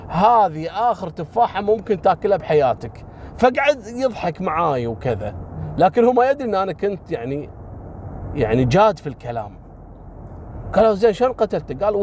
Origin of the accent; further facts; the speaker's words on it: Kuwait; طبعا هو مسوي نفس سالفة خالد الذيب عندنا في الكويت.